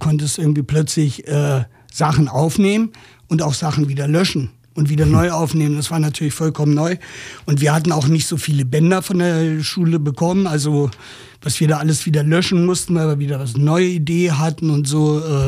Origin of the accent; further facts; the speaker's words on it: Göttingen, Lower Saxony, Germany; Also ich komme eigentlich aus Göttingen, was noch dichter an Ostzone lag. Und Göttingen ist eine feine, liebe, kleine Studentenstadt